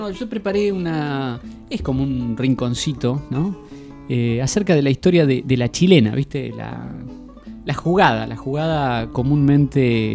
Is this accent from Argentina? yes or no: yes; Patagonia, Argentina; born there; Bueno, tal vez porque yo nací en la Patagonia, ¿no?